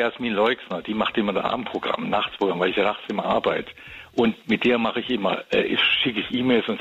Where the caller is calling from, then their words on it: Berg, Bavaria, Germany; Von Berg, im Starnberger See.